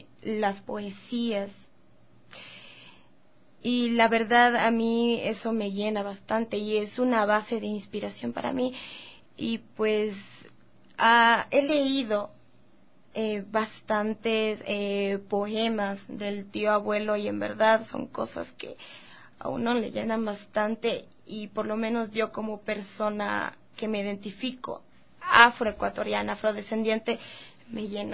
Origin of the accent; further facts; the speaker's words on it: Quito, Pichincha, Ecuador; born there; Soy nacida en Quito.